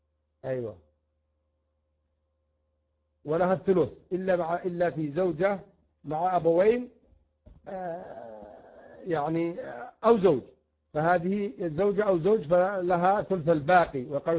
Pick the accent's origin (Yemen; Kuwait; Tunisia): Yemen; حتى عندنا في اليمن فإنه يرث